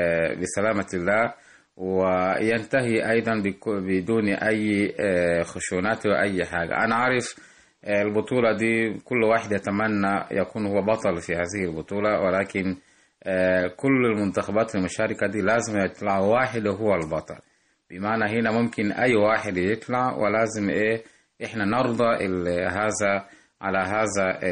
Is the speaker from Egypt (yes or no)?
no; Tanzania; من تنزانيا